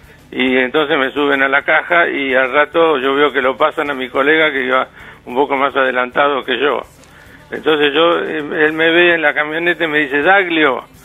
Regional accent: Buenos Aires, Argentina; born there; Yo nací en Buenos Aires, sí, en el hospital británico, en el hospital bancario, que está enfrente a la Plaza Irlanda.

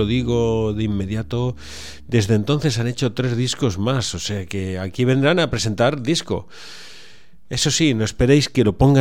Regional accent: Valencia, Valencian Community, Spain; porque yo soy de la Malvarrosa. Habito prácticamente siempre en el Cabañal, Grao, Cañamelar y trabajo en Ayora, o sea que aquí en mi barrio.

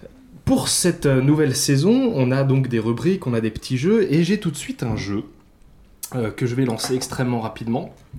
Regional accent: France; En tant que Français, je me sens attaqué.

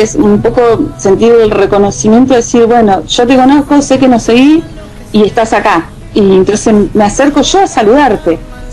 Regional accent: Cipolletti, Río Negro, Argentina

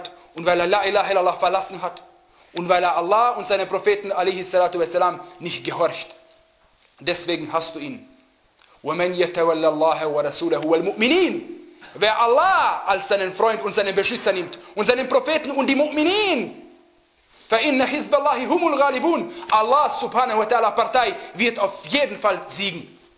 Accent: Austria; dass ich als Österreicher geboren werde. Aber dass ich Muslim bin, habe ich mir selber ausgesucht

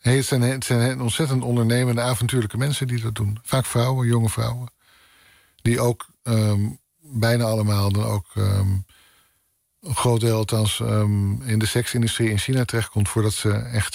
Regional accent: North Holland, Netherlands; Net zoals waar ik vandaan kom in Noord-Holland, drink je een kopje koffie

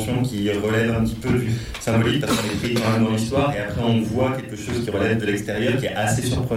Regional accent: Canada; Oui, je suis un Canadien.

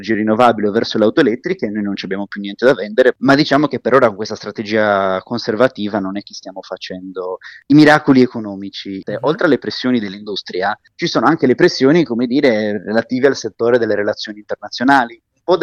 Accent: Sardinia, Italy; Io sono sardo, diciamo tutto il meridione e isole d'Italia sono ormai sistematicamente colpite dalla siccità

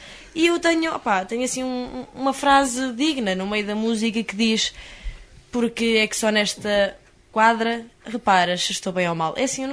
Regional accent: Santa Ovaia, Portugal; na minha terra, em Santa Ovaia...

